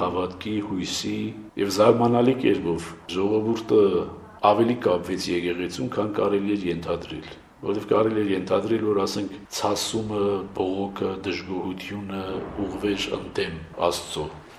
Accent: Gyumri, Shirak, Armenia; Ես գալիս էի տուն իմ ընտանիքին այցելության, որտեւ ես Գյումրից եմ։

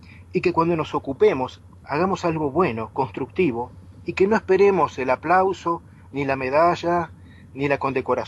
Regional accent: Argentina; aunque yo soy argentino, hablo una lengua que es el castellano

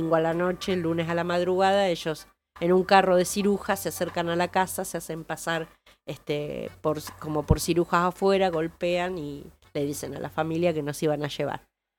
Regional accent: Olavarría, Buenos Aires Province, Argentina; soy de Olavarría, estamos acá de paseo porque los chicos son parientes nuestros

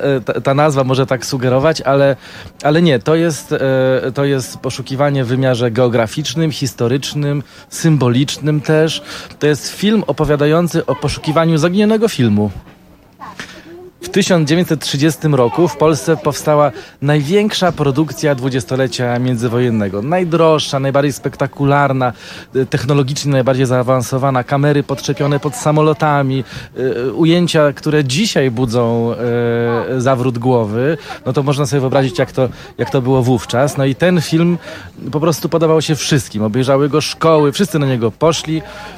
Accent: Lublin, Lublin Voivodeship, Poland; Ja pochodzę z Lublina, ale moja rodzina pochodzi w jakimś stopniu z Kazimierza.

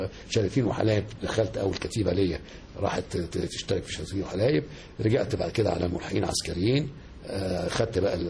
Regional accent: Egypt; الحمد لله كنت كل مكان بروحه ببقى انا مصري لازم ببقى كاني سفير لبلدي

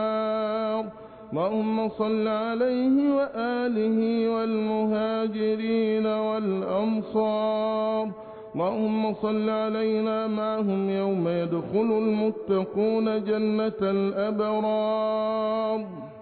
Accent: Egypt; احفظ بلادنا مصر بحفظك

